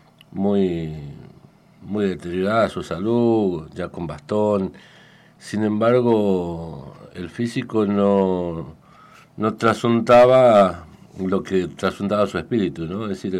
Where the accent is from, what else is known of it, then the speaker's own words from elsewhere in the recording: Tucumán, Argentina; Sino porque mi lugar de nacimiento fue ahí a 5 cuadras de la casa de Tucumán, así que...